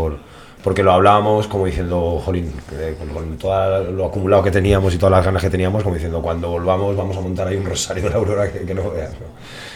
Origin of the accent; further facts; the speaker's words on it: Getafe, Community of Madrid, Spain; y luego la gran mayoría somos de aquí de Getafe.